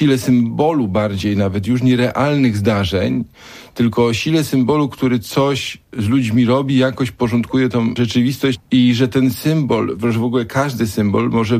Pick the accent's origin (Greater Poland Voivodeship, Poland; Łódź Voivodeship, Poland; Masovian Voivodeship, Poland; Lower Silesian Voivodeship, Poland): Greater Poland Voivodeship, Poland; Gniezno; Ja jestem z Gniezna.